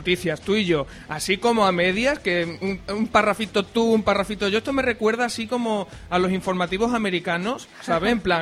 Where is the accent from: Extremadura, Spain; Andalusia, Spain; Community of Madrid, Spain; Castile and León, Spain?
Extremadura, Spain; Jerez de los Caballeros; que son de mi pueblo, de Jerez de los Caballeros